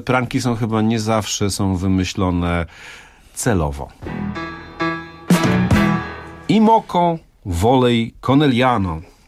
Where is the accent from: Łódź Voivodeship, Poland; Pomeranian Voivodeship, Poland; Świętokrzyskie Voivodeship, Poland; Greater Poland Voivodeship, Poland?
Greater Poland Voivodeship, Poland; z zupełnie innego miejsca, mianowicie akurat z moich stron, czyli z Pilskiego